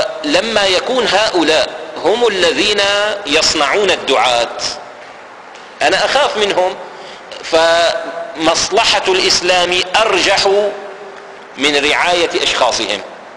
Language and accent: Arabic; Damascus, Damascus Governorate, Syria; ففي مثل عندنا في دمشق هنا، مثل عامي قديم